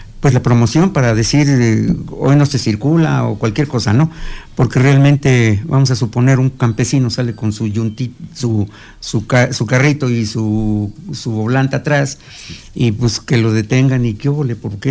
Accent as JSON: {"language": "Spanish", "town": "Amecameca", "region": "State of Mexico", "country": "Mexico", "said": "yo soy de aquí de Amecameca"}